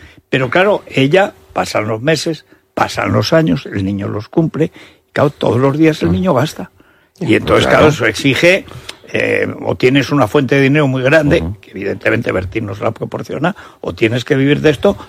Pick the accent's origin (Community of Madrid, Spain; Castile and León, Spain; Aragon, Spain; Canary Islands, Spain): Aragon, Spain; Teruel; como yo soy intuitivo de Teruel, soy básico